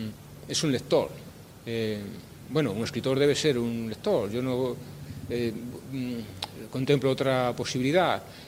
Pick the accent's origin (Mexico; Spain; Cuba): Spain; Galicia; soy escritor español, gallego